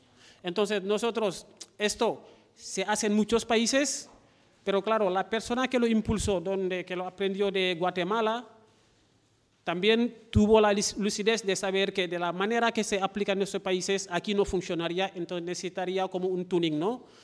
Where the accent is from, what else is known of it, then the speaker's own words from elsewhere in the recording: Senegal; Soy de Senegal y ahí lo llamamos tontín.